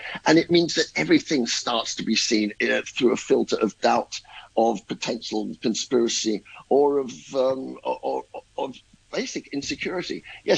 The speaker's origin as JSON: {"language": "English", "region": "England", "country": "United Kingdom", "said": "For myself as an Englishman, I would only say this."}